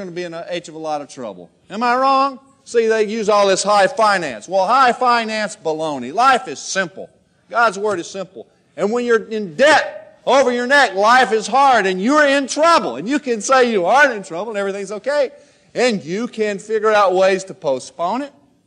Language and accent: English; Bible Belt, United States; See, I grew up in the Bible Belt. That's why I didn't believe.